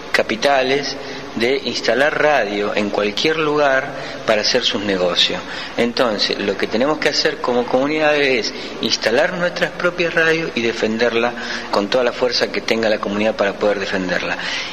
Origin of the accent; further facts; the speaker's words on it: Rosario, Santa Fe, Argentina; vengo de la ciudad de Rosario